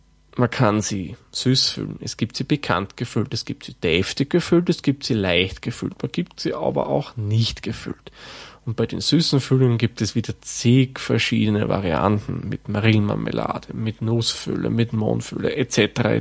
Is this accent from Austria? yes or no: yes; Lower Austria, Austria; Den Begriff Wuchteln kenne ich persönlich auch von meiner Heimat, also meiner eigentlichen Heimat im Waldviertel.